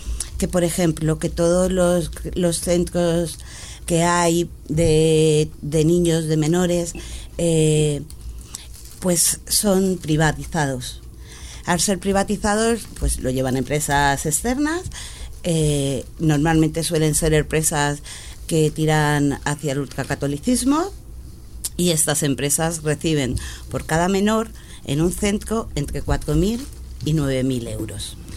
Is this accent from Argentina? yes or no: no; Madrid, Community of Madrid, Spain; Yo soy de Orcasitas. En mi barrio sale a 67.000 euros al mes por menor al año.